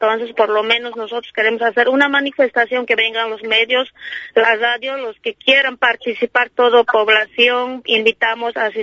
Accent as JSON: {"language": "Spanish", "country": "Bolivia", "said": "en nuestro país, que yo soy boliviana, en nuestra querida Bolivia."}